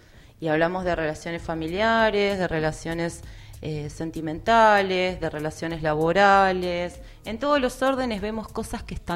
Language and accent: Spanish; Argentina; Y bueno, nosotros como Argentina estamos siendo parte de ese legado de, de no planeta de las futuras generaciones.